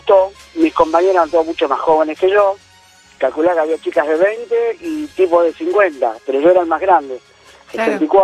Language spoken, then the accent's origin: Spanish; Tigre, Buenos Aires Province, Argentina; Bueno, somos de Tigre, así que estoy llegando a casa ya.